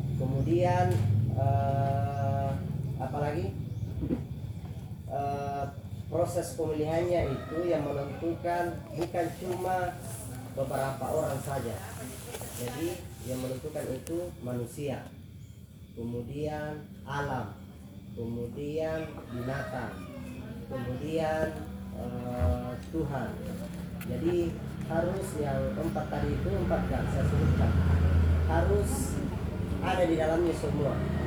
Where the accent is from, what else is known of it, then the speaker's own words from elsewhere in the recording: Tanah Toa, South Sulawesi, Indonesia; jadi kalau di desa kami itu desa Tanah Toa 90% di pertanian.